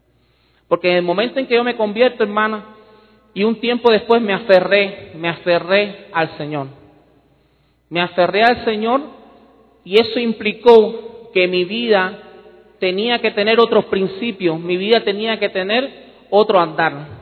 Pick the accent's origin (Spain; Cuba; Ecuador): Cuba; born there; desde que yo nací, a los niños en Cuba se les educa en lo que es ir en contra de todo lo que es Dios, es el ateísmo.